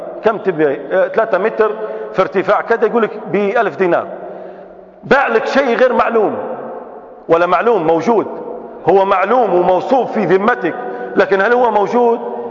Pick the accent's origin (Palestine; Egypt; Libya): Libya; احنا عندنا في ليبيا صيغة لقيتها في الأوقاف